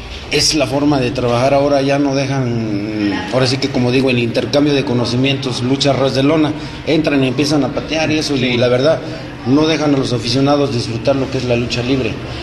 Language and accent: Spanish; Guadalajara, Jalisco, Mexico; Gracias, y es mi tierra natal, y aquí tiene el ombligo.